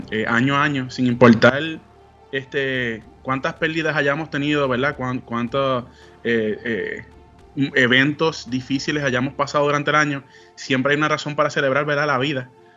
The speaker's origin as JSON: {"language": "Spanish", "town": "Añasco", "country": "Puerto Rico", "tie": "born or raised there", "also_born_or_lived": "Moca", "said": "Vengo del humilde pueblo de Añasco, Puerto Rico. Allá estuve viviendo 17 años más o menos, hasta que fui a comenzar la universidad. Por cuestiones de la vida, nos movemos a Moca."}